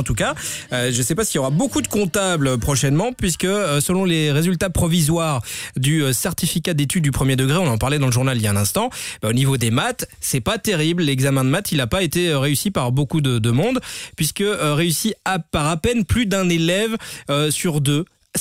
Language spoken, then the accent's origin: French; Belgium; On verra ce qui est bizarre chez nous en Belgique, tout ça.